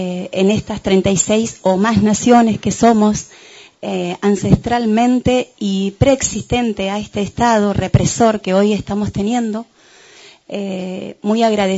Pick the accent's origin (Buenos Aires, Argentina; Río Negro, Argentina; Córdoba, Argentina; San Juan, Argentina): Río Negro, Argentina; El Bolsón; Vengo del Bolsón, soy de Huelche Mapuche.